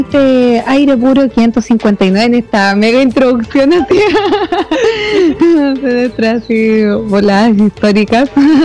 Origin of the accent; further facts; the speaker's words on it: Valparaíso, Chile; como que yo vivo, soy de Cerro Yungay